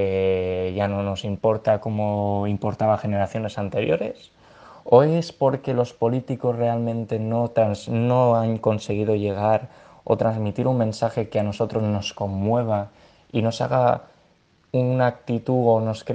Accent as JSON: {"language": "Spanish", "country": "Spain", "said": "Yo, como español, miro con cierta preocupación lo que me va a deparar el mañana."}